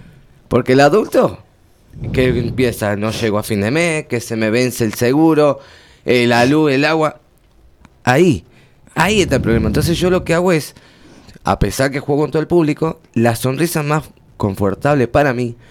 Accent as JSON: {"language": "Spanish", "town": "Malvín Norte", "region": "Montevideo", "country": "Uruguay", "tie": "born there", "said": "Yo soy la primera generación, nací en Malvin Norte, en República Oriental de Uruguay. Y sí tuve la chance de conocer mi país, digamos, el país donde nací, pero ya era grandecito ya."}